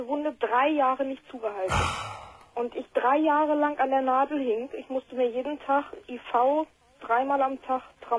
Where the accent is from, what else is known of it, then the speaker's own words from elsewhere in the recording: Lower Saxony, Germany; Ich komme aus der Nähe von Hannover.